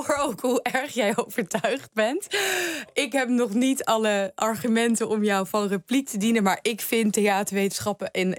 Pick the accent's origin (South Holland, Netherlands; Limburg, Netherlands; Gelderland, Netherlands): Gelderland, Netherlands; Apeldoorn; Apeldoorn.